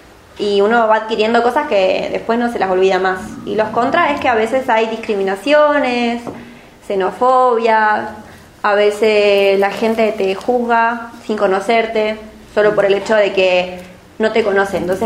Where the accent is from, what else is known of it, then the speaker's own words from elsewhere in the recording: Chile; soy de Chile. Soy una persona migrante.